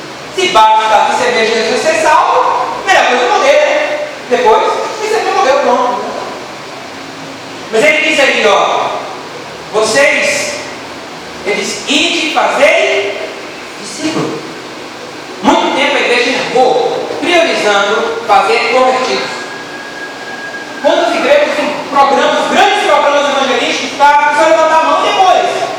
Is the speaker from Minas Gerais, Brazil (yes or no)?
no; Salvador, Bahia, Brazil; lá nos Alagados, de onde eu vim em Salvador, sabe, Alagados, em Salvador, de lá, baixo chamado Massaranduba.